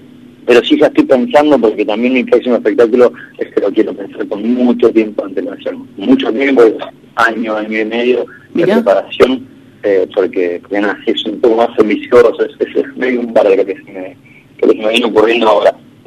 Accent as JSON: {"language": "Spanish", "town": "Bahía Blanca", "region": "Buenos Aires Province", "country": "Argentina", "tie": "born there", "said": "nací en Bahía, sí"}